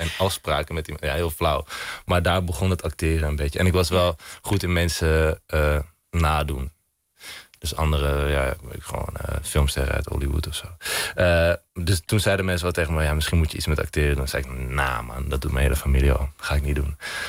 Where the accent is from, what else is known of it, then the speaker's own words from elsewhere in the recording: Amsterdam, North Holland, Netherlands; omdat ik ben gewoon geboren en getogen Amsterdammer.